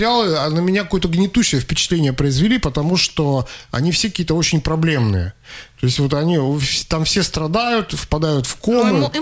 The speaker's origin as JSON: {"language": "Russian", "country": "Russia", "said": "он когда узнал, что мы из России, он остановил нас"}